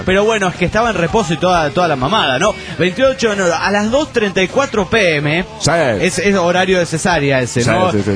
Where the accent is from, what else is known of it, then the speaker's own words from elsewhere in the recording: Guanajuato, Mexico; de Guanajuato, México.